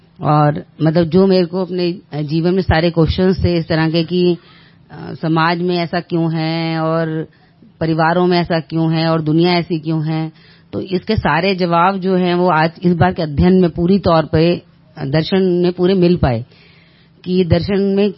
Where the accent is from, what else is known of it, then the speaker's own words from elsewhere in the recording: Delhi, India; मैं दिल्ली से हूँ।